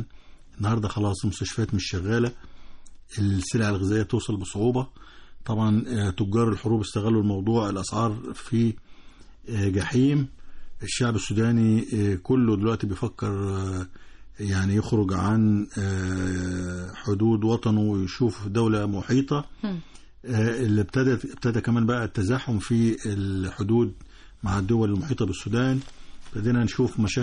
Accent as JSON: {"language": "Arabic", "country": "Egypt", "said": "إحنا كمصريين ما نحبش إنه ده يحصل في بلد شقيق"}